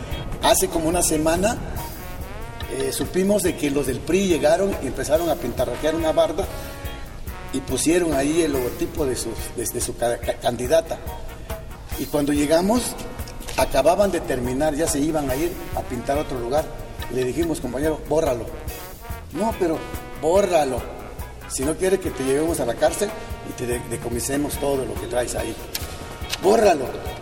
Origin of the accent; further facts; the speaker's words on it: Álvaro Obregón, Oaxaca, Mexico; first language Zapotec; Spanish is a second language; Pero sí hablamos nuestra lengua materna, es el zapoteco. En la comunidad de Álvaro Obregón se habla el 90% de los habitantes, hablamos la lengua materna.